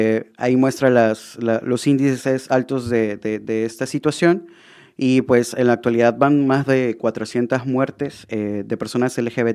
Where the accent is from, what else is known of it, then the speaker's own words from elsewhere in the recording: Honduras; born there; Es una ciudad pequeña. O sea, para ustedes acá vendría siendo un pueblo, ¿no?